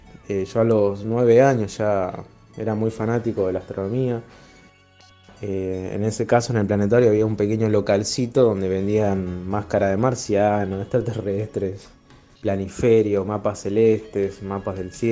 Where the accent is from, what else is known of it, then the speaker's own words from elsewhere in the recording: Rosario, Santa Fe, Argentina; de Rosario, continuamos con la columna de astronomía.